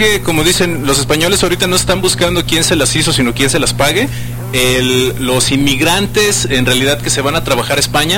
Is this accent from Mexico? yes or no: yes; Mexico; como somos los mexicanos a los gringos